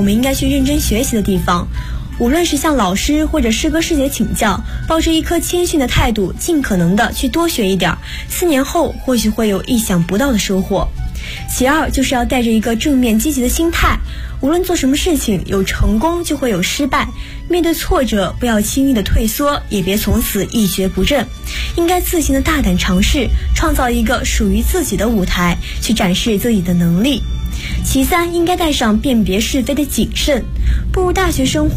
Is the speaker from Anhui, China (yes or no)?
yes; Ma'anshan, Anhui, China; 也是四川传媒学院的201系级的大一新生